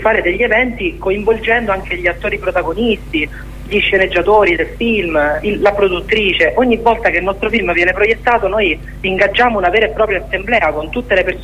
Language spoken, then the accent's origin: Italian; Abruzzo, Italy; Io per esempio sono abruzzese, all'Aquila lo sapete tutti cosa è successo.